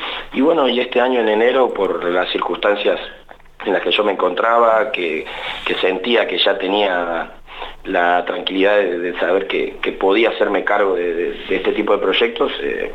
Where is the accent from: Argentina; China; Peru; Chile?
Argentina; Santa Rosa, La Pampa; yo soy de acá, de Santa Rosa. Hice mi formación como joven, niño, adolescente, jugando al básquet en Estudiantes.